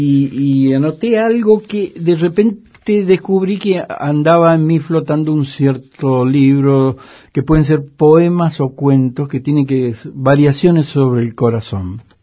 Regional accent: Mendoza, Argentina; y Mendoza, lo digo como mendocino, como quien conoce bien el paño, es el emporio de las derechas.

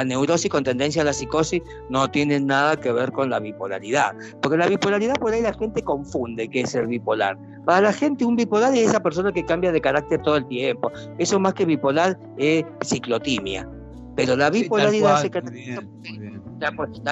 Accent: Argentina; yo también soy argentino, qué vergüenza esta gente, por favor.

